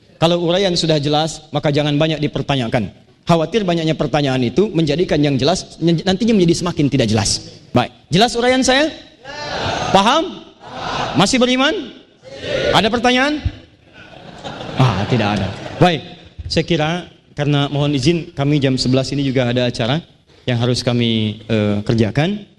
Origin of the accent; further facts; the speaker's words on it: Banten, Indonesia; Saya putra Banten, saya menyayangi anda, dan dimanapun saya berada, saya akan selalu mengatakan pada dunia bahwa saya dari Banten, saya membawa nama Banten